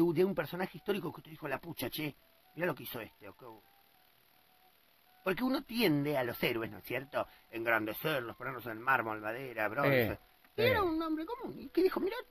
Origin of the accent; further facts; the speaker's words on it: Canelones, Uruguay; born there; Estoy en Canelón, yo nací en Canelones, en la República de Italia del Uruguay.